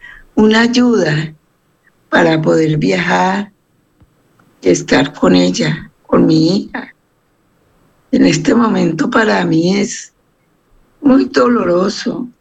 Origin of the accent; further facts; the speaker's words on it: Colombia; Soy una persona colombiana que vivo aquí en Colombia, en una ciudad del departamento del Valle del Cauca